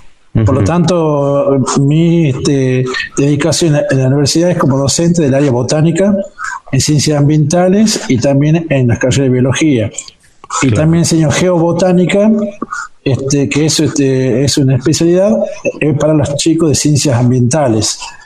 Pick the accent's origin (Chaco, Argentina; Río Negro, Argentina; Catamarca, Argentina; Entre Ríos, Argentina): Catamarca, Argentina; San Antonio; born there; yo soy nacido en San Antonio, de Fray Montesquieu.